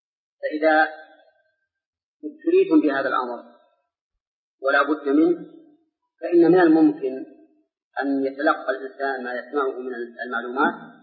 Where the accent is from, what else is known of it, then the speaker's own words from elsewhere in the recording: Saudi Arabia; أي في بلادنا المملكة العربية السعودية